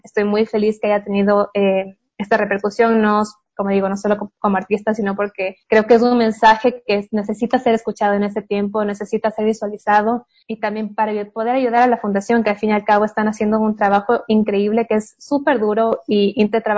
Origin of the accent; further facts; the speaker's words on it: Ecuador; Para mí como cineasta y como ecuatoriana es muy importante poder enseñar un poco de lo que es el Ecuador en el exterior.